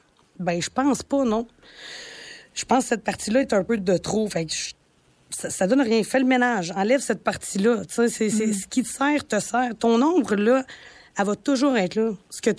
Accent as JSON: {"language": "French", "town": "Val-d'Or", "region": "Quebec", "country": "Canada", "said": "c'est peut-être parce que je viens de Val-d'Or. Tu sais, à Val-d'Or, il y a beaucoup de mines. C'est un milieu minier."}